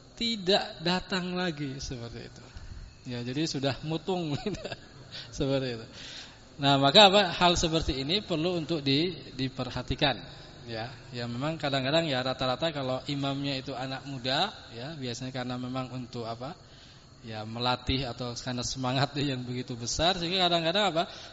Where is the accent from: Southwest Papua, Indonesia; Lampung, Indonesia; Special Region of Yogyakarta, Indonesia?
Special Region of Yogyakarta, Indonesia; Godean; apalagi kalau di kampung saya di sana di Godean gitu kan